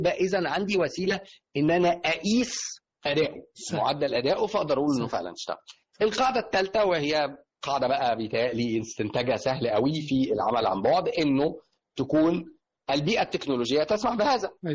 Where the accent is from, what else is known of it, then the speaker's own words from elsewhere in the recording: Egypt; حط بقى على ده ان احنا كمصريين بطبيعتنا